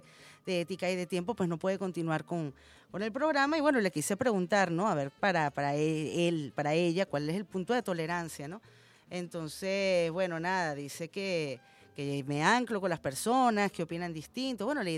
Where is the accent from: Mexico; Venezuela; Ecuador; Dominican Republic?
Venezuela; todos somos venezolanos